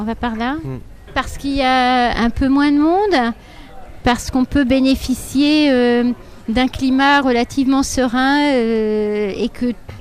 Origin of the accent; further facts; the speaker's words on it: Brittany, France; now in Nice, France; Ça dépend où vous situez la Bretagne.